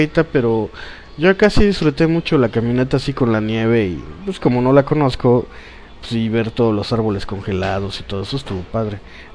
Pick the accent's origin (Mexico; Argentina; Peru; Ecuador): Mexico; Poza Rica, Veracruz; Como yo, pues toda mi infancia aquí en Poza Rica, los fines de semana es, ¿qué hacemos? Vamos a la playa.